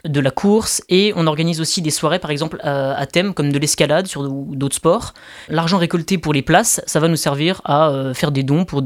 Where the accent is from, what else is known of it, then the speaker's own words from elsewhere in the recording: Nancy, Grand Est, France; born there; Ben moi, je suis né à Nancy.